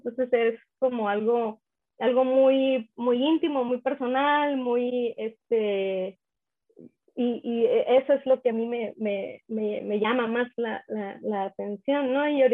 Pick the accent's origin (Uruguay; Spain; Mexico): Mexico; Isla de Cedros, Baja California; born there; En un proyecto que tengo de Isla de Cedros, que es el lugar donde yo nací.